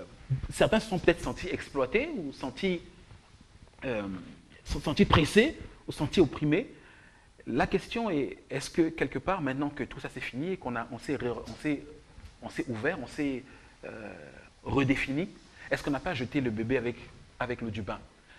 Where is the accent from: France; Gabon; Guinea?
France; Moi, en tant que Français, j'aurais aimé qu'on regarde la réalité en face